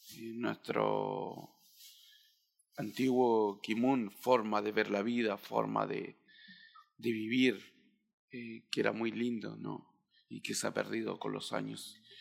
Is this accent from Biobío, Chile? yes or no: no; Cholchol, Araucanía, Chile; vengo de la comuna de Cholchol, la número 32, ahí de la región de la Araucanía, y bueno, de la comuna de Cholchol. Tengo 33 años